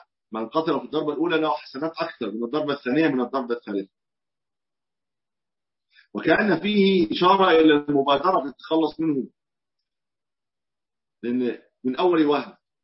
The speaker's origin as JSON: {"language": "Arabic", "country": "Egypt", "said": "وهي ما يسمى عندنا في مصر البرص"}